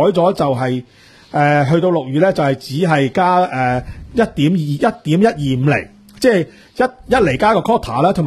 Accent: Hong Kong; 咁如果我哋作為香港人呢，我哋可能港股由25,000跌到23,600，

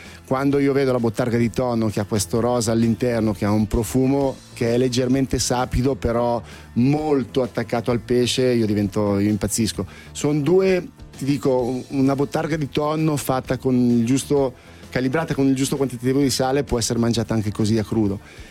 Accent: Milan, Lombardy, Italy; come la intendo io milanese

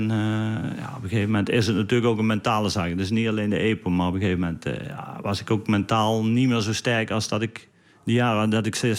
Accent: Limburg, Netherlands; Als Nederlander de Amstel Gold Race winnen is al speciaal. Maar als Limburger maakt het nog specialer natuurlijk. En voor mij was mijn trainingsgebied.

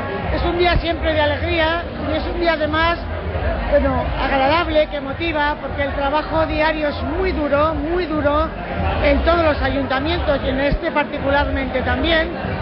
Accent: Navarre, Spain; nos sentimos orgullosos como navarros y navarras y por la parte que nos toca.

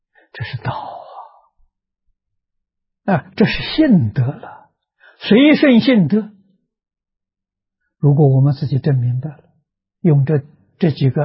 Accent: China; 我们中国人自古讲的孝亲尊师

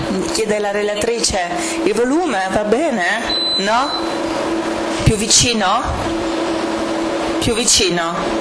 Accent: England, United Kingdom; Italian is a second language; vengo dall'Inghilterra, come potete sentire

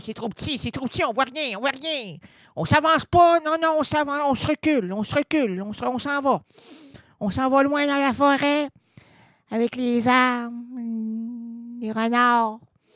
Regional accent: Quebec, Canada; On est des Québécois connaissants, là.

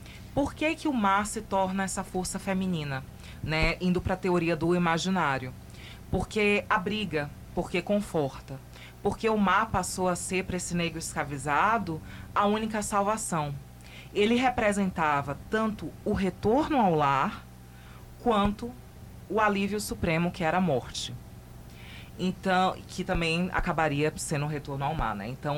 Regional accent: Bahia, Brazil; now in Rio Grande, Brazil; Isso citando a cidade do Rio Grande, que é onde eu moro há 8 anos, e, no caso, sou baiana

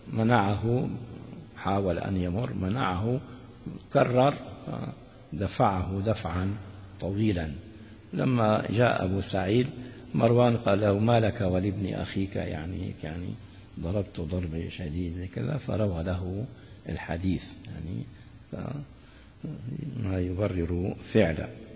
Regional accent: Damascus, Damascus Governorate, Syria; يقولون العامة عندنا في سوريا في دمشق الشام خاصة

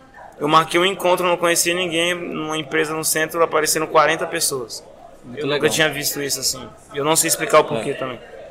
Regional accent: Brasília, Federal District, Brazil; moved away as an adult; now in Florianópolis, Brazil; Nasci e vivi em Brasília 22 anos e mudei pra Florianópolis ano passado.

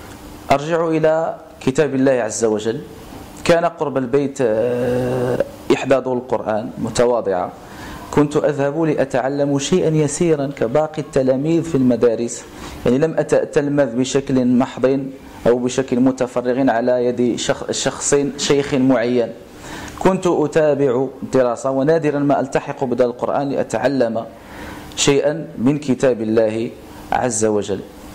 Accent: El Hajeb, Fès-Meknès, Morocco; born there; now in Martil, Morocco; من مواليد 1988 بمدينة الحاجب، إمام وخطيب بمسجد رياض صوفيا بمارتيل،

